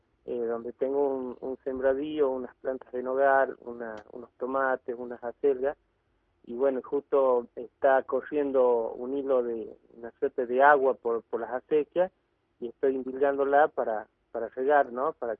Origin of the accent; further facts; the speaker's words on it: Avellaneda, Buenos Aires Province, Argentina; born there; now in Catamarca, Argentina; He vivido. Yo he nacido allí en Buenos Aires, ¿no?